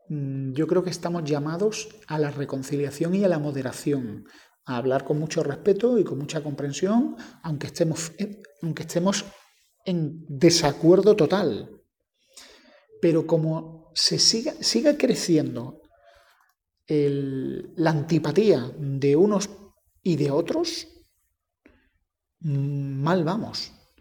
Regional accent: Andalusia, Spain; cosa que para mí como andaluz me parece un poco raro

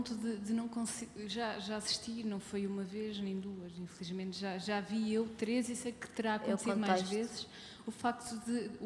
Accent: Tomar, Santarém, Portugal; eu venho de Tomar, que é um meio muito pequeno

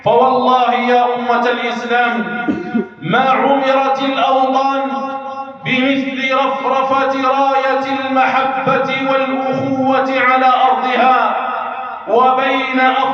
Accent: Algeria; ها هي بلادنا الجزائر، بلادنا الجزائر ولله الحمد والمنة تعيش في أمن واستقرار

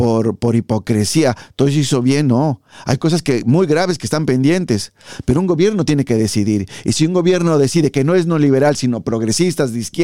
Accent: Mexico; Y los mexicanos no somos, ni las mexicanas, borregos, ni ningún latinoamericano.

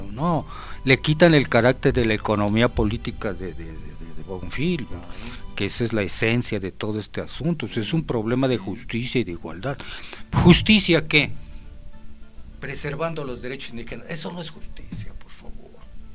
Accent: Mexico; usted sea mexicano como yo

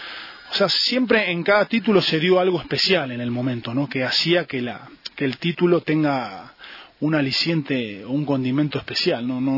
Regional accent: Argentina; also born or lived in Ecuador; yo me nací en Ecuador, pero me crié en Argentina.

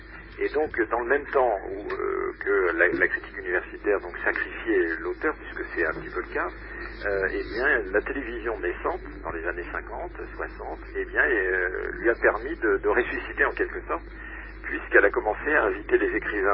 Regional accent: France; Donc en France, puisque je suis français, j'habite Paris.

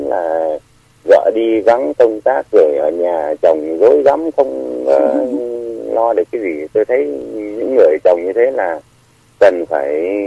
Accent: Hà Nam, Vietnam; Tôi quê Hà Nam.

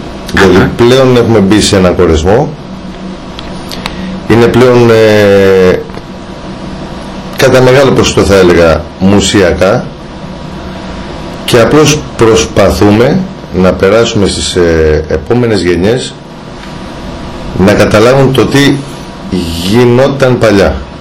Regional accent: Aspropyrgos, Attica, Greece; η Δυτική Αττική, από όπου κατάγομαι, από τον Ασπρόπυργο, το θριάσιο πεδίο δεν έχει μόνο μόλυνση, αλλά έχει και παράδοση.

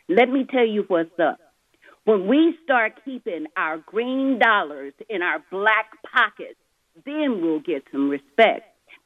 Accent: the South, United States; Back in the day, when my mother and my father were young people, they had a system where I grew up in the South.

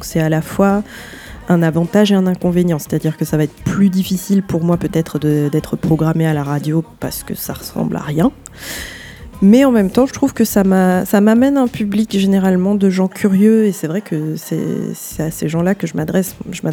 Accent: Martinique; J'ai grandi en Martinique, donc j'ai grandi avec … à la radio, et à la maison, on avait plus

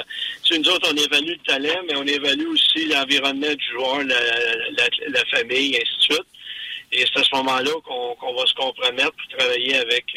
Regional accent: Drummondville, Quebec, Canada; moi, je suis originaire de Drummondville

